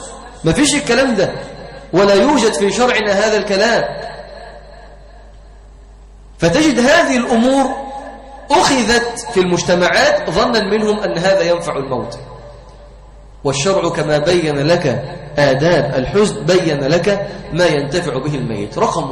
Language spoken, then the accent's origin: Arabic; Egypt; وفي بعض القرى عندنا في مصر